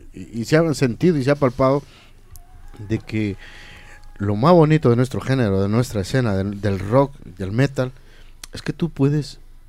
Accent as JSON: {"language": "Spanish", "country": "Ecuador", "said": "Yo soy de Ecuador, pues tengo que a los sanjuanitos o qué sé yo, al folclore."}